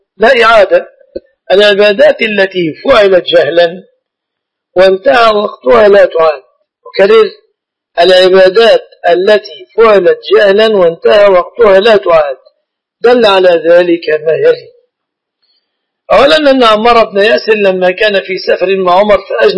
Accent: Mansoura, Dakahlia, Egypt; وأنا لست من أهل القاهرة، أنا من المنصورة

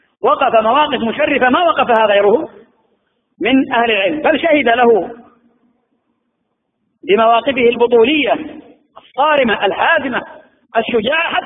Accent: Yemen; وأنا والله أعجب من المشايخ عندنا في اليمن

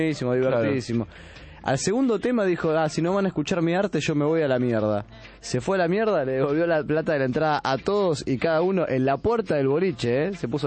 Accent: Buenos Aires, Argentina; por lo menos los que somos de acá de Buenos Aires

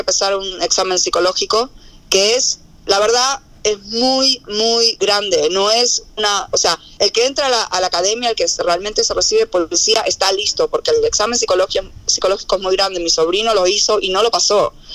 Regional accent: Argentina; al margen de que nosotros crecimos en Argentina distinto, pero es lo mismo

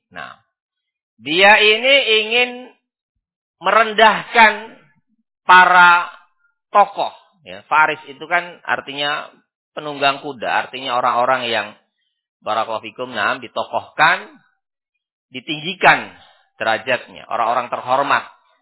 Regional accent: Sidayu, East Java, Indonesia; Sidayu ini kota barakallahu fikum ya. Nah, jangan antum anggap pelosok ini. Gak terima saya. Nah, saya ini orang Sidayu

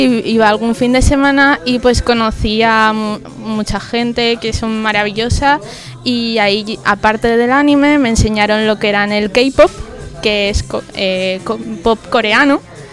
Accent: Aragon, Spain; tengo 25 años, soy de Zaragoza, bueno, de un pueblo de Zaragoza.

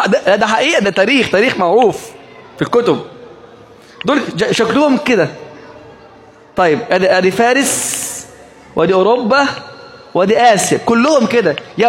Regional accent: Egypt; طب ليه مش في مصر؟ عندنا في مصر النيل، صح ولا ايه؟

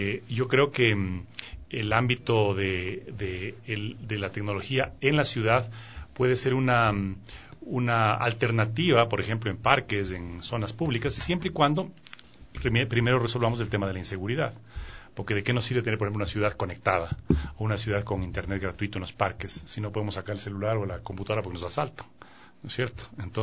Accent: Quito, Pichincha, Ecuador; born there; Mi familia viene de Imbabura, gran parte de mi familia, paterna y materna. Yo ya nací en Quito. Y entonces, claro, y me crié junto a los caballos

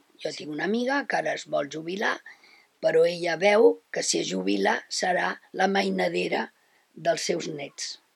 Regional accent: Barcelona, Catalonia, Spain; tinc 72 anys, sóc de Barcelona i la meva vida laboral ha estat bastant extensa.

